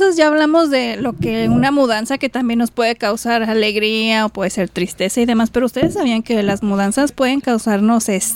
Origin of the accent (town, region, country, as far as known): Michoacán, Mexico; born or raised there; also born or lived in Puebla / Guadalajara